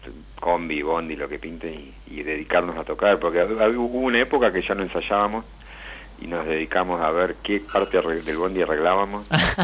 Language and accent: Spanish; Bernal, Buenos Aires Province, Argentina; Yo soy de Bernal, viví 15 años en Capital y hace un poco más de un año que volvimos para acá con la fría. Un poquito más verde, más tranqui, muy lindo.